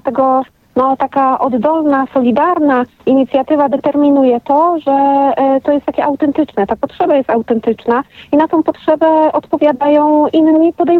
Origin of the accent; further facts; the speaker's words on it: Lewin Brzeski, Opole Voivodeship, Poland; ja pochodzę z Lewina Brzeskiego, to jest moje rodzinne miasto, w którym mam rodzinę znajomych, przyjaciół, które doskonale znam i które jest mi bliskie